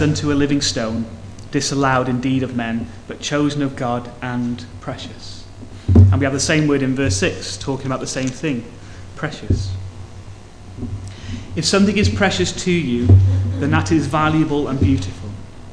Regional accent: Wales, United Kingdom; No, okay. I'm Welsh, I don't care.

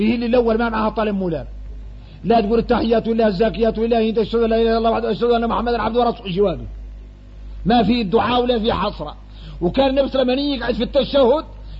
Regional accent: Mauritania; وإحنا موريتاني فاصلين في حد يطول

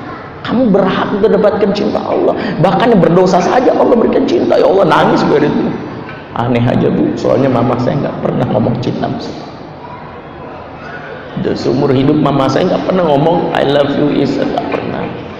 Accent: Padang, West Sumatra, Indonesia; Tapi jangan seuzon di orang Padang ya, saya orang Padang soalnya.

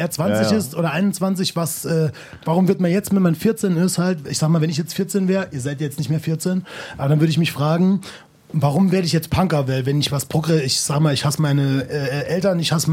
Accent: Homburg, Saarland, Germany; Homburg-Saar ist eine Kleinstadt, wo ich herkomme und das ist eine Mittelstadt, eine Kreisstadt

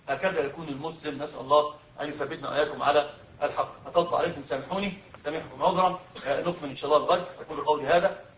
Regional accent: Upper Egypt, Egypt; احنا عندنا في الصعيد بيحلفوا بيه فاكرين القران

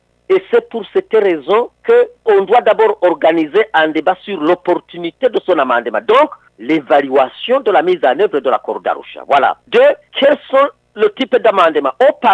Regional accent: Burundi; Nous sommes des Burundais à part entière.

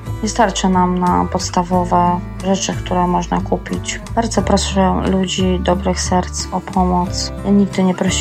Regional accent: Kutno, Łódź Voivodeship, Poland; Jestem z okolic Kutna.

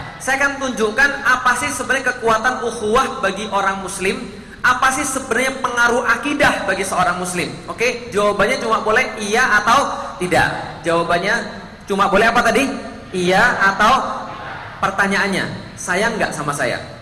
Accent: Palembang, South Sumatra, Indonesia; born there; now in Jakarta, Indonesia; saya penulis, laki-laki, lahir di Palembang, tinggal di Jakarta, orang Indonesia, Muslim.

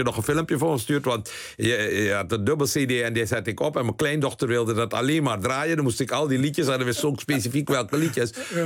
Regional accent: Suriname; Wat ik ben ook opgegroeid in Suriname.

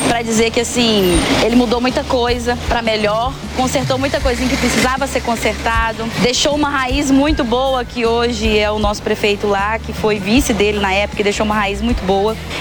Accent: Resende Costa, Minas Gerais, Brazil; eu sou de Resende Costa, né?

